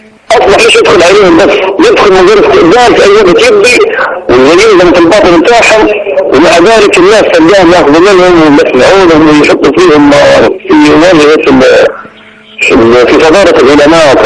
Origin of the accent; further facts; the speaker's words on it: Libya; من ليبيا يا شيخ